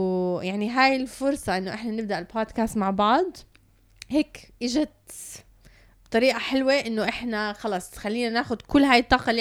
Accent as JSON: {"language": "Arabic", "country": "Canada", "tie": "born or raised there", "lives_now": "United Arab Emirates", "said": "تربيت بكندا، ولما رجعت على الإمارات واجهت كتير من الصعوبة باللغة العربية."}